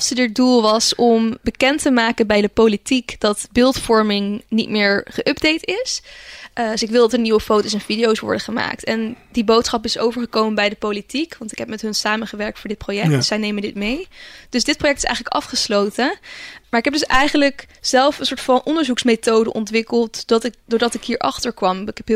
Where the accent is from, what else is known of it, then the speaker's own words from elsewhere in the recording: Zeeland, Netherlands; Ik kom oorspronkelijk uit Zeeland